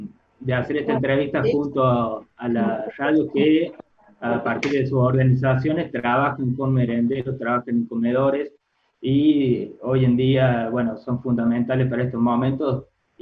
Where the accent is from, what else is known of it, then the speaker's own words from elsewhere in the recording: Colonia Caroya, Córdoba, Argentina; soy de Colonia Carolla, provincia de Córdoba, de FM La Ronda, acá hablamos con la R.